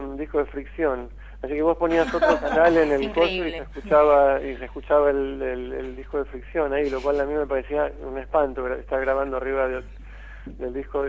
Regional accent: United States; Porque yo me mudé acá para tocar con ellos. Yo crecí en Estados Unidos. Y me pasé de los 11 a los 27 años en Estados Unidos.

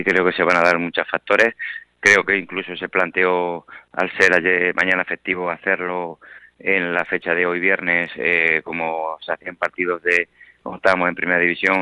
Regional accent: Talavera de la Reina, Castilla-La Mancha, Spain; y queremos ver ganar a nuestro equipo, que para eso somos socios y somos gente de Talavera.

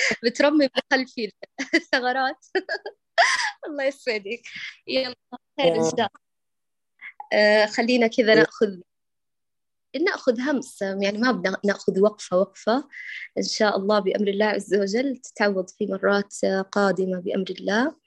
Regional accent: Mecca, Makkah Province, Saudi Arabia; born there; والله اشتقت لمكة، هي مسقط رأسي والمكان الذي ولدت فيه، ولكن حاليا أنا في الجنوب بين أبها وخميس مشيب

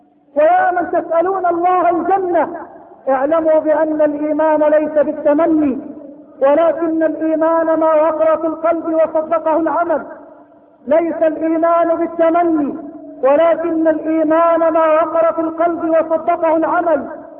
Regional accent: Egypt; اللهم اجعل بلدنا مصر بلد الامن والامان، اللهم اجعل مصرنا بلد الامن والامان

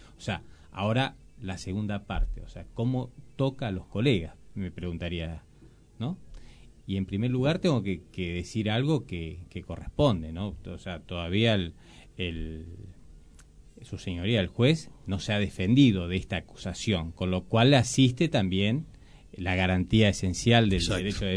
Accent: Moreno, Buenos Aires Province, Argentina; yo soy de Moreno, litigo en Moreno, me conozco con los colegas de Moreno

